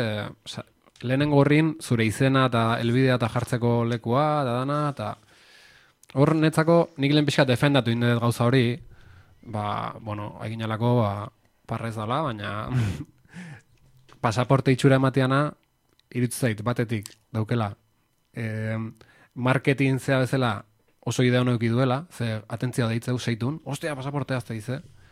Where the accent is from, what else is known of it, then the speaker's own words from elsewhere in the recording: Urretxu, Basque Country, Spain; also born or lived in Zarautz / Bergara / Donostia; izaneni zarauztarra naiz, izatez, jaiotzez eta sortzez, eta azirean initzan, da, ba, ez da, iba goita bos bat urte arte dola, zarautzen bizitzen itzan, eta gero Urretxozu maratorren itzan bizitzea.